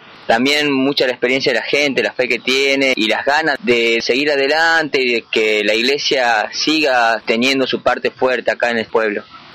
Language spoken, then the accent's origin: Spanish; San Miguel de Tucumán, Tucumán, Argentina; soy de San Miguel de Tucumán, estoy estudiando allá, estoy con mi familia